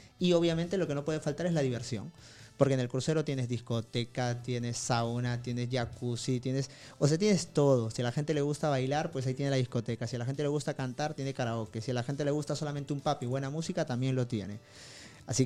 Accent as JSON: {"language": "Spanish", "country": "Peru", "said": "yo vengo de Perú, y ¿cuánta gente de Perú viaja?"}